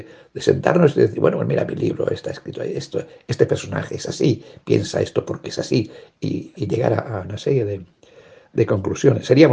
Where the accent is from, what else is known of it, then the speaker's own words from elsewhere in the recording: Navajas, Valencian Community, Spain; se ha puesto en contacto conmigo la chica que lleva la biblioteca de mi pueblo, de Navajas, diciéndome, por favor, que organicemos una fecha para presentar mi libro en Navajas